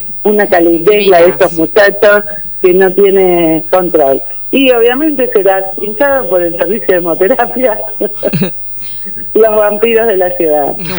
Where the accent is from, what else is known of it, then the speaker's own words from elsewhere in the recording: Tandil, Buenos Aires Province, Argentina; Soy de Tandil y nunca recargué energía.